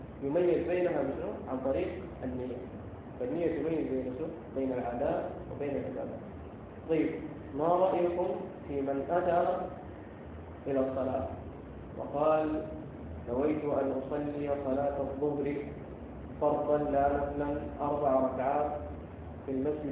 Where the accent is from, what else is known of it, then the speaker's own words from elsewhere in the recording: Sudan; ونحن عندنا في السودان والتي فيها قصائد عديدة